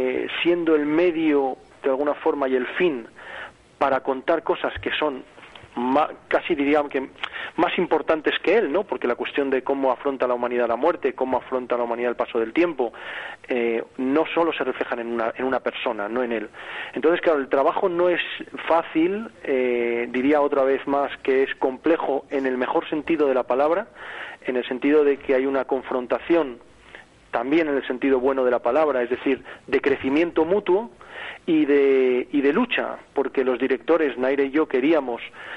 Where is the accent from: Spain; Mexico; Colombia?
Spain; Madrid, Community of Madrid; accent: godo; also born or lived in Las Palmas; aunque nuestros oyentes me oigan un acento tan godo, quiero recordar que somos canarios, que nacimos en Las Palmas, que tenemos toda nuestra familia allí, y aunque por motivos de que mi padre era madrileño tuvimos que vivir toda la vida en Madrid, nos hemos sentido siempre y nos sentimos canarios